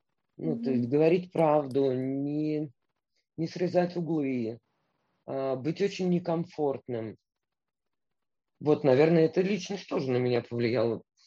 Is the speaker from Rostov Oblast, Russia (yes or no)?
no; Moscow, Russia; То, что я там родилась, выросла в Москве